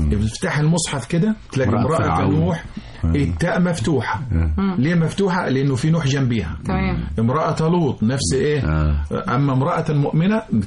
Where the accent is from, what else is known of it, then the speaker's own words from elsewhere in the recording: Salimat, Qena Governorate, Egypt; من بلده سليمات مركز ابو تشت محافظه قنا، وبفخر ان انا من قنا، وان لم اكن من قنا لتمنيت ان اكون من قنا.